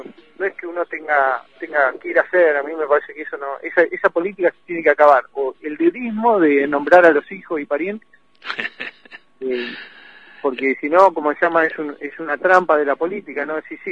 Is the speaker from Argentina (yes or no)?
yes; Pico Truncado, Santa Cruz, Argentina; Yo viví mi infancia en Pico Truncado.